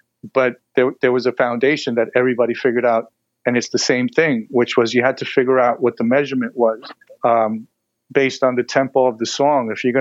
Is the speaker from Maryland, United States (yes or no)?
no; New York, United States; listen, I'm from New York. I'm a DJ.